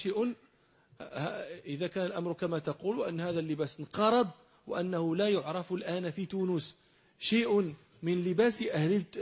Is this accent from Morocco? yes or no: yes; Morocco; الأمر عندنا في المغرب لا